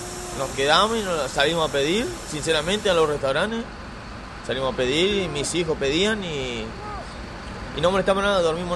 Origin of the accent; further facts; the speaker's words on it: Concordia, Entre Ríos, Argentina; moved away as an adult; Desde Entre Ríos venimos hace 11 días que salimos de Entre Ríos. Venimos de allá porque en busca de trabajo.